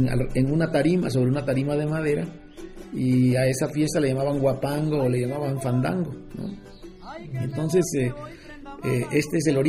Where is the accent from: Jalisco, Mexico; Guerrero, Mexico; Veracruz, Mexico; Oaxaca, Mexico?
Veracruz, Mexico; Jaltipan; soy nativo de un pueblo en el sur de Veracruz que se llama Jaltipan, donde pues todo el mundo tocaba y había grandes fandangos y todo el mundo le entraba al son